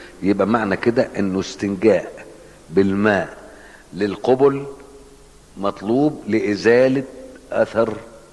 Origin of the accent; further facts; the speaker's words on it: Cairo, Cairo Governorate, Egypt; كنت اشوفه وانا صغير في القاهره لما كنا نروح نزور المقابر